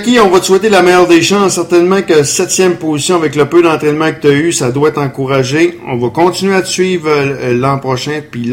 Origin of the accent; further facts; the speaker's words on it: Saint-Augustin, Quebec, Canada; Je viens de Saint-Augustin, je le connais pas.